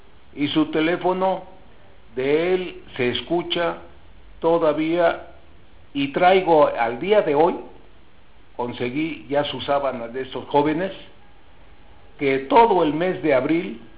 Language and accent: Spanish; Nuevo León, Mexico; now in Mexico City, Mexico; Nuestros casos somos nuevos porque venimos de Nuevo León. O sea, radicamos nosotros en la Ciudad de México.